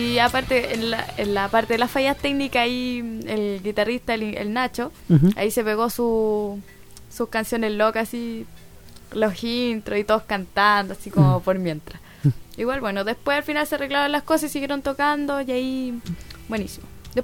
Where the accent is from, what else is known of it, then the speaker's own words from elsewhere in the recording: Macul, Santiago Metropolitan Region, Chile; Igual yo soy de Macul, nada que ver